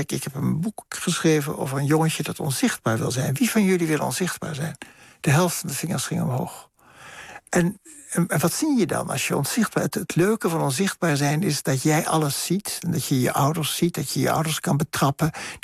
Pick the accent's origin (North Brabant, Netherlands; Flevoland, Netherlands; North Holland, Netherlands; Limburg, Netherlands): North Holland, Netherlands; Bergen aan Zee; En als kind in Berg aan Zee sprak je een soort kalte kiep van Deutsch.